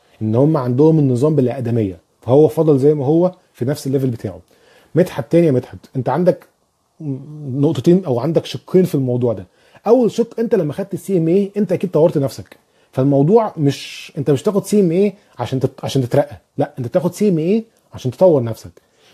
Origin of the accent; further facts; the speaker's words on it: Egypt; moved away; طيب في حسن الموسوي او الموسوي بيسألني انت منين؟ انا من مصر.